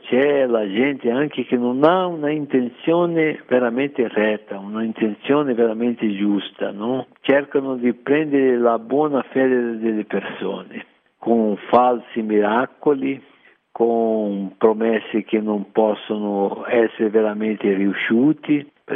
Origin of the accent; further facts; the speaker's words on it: Rio de Janeiro, Brazil; Italian is a second language; Come già ti ho detto, sono del Rio de Janeiro e lì c'è il carnevale, no?